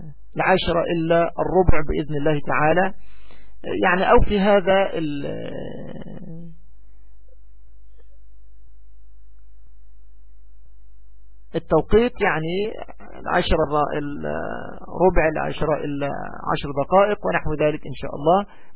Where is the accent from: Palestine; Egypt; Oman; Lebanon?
Egypt; يعني بالتوقيت الصيفي عندنا في مصر